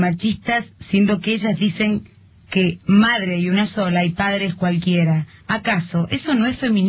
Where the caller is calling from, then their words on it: Córdoba, Argentina; de Córdoba y después de separarme perdí todo, mi laburo.